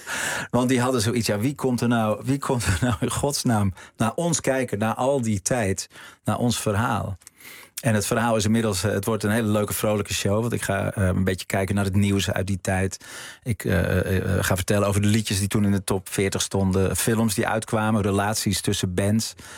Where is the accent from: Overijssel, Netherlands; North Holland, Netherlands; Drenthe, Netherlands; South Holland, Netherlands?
North Holland, Netherlands; Nee, ik denk dat wij zijn Noord-Hollanders. We zijn heel nuchter.